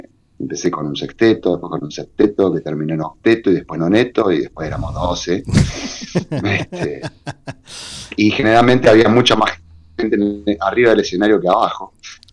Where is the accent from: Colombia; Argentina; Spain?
Argentina; Córdoba; Yo soy cordobés y toda mi familia es cordobés, es de Córdoba. Ahí tenemos cumbia y cuarteto para tirar para arriba, así que yo medio me crié con eso.